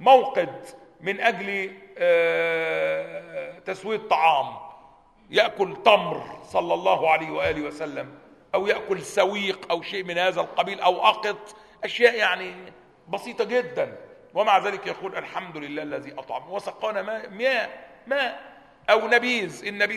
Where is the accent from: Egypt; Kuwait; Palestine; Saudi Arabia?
Egypt; كانت جماعة عندنا في مصر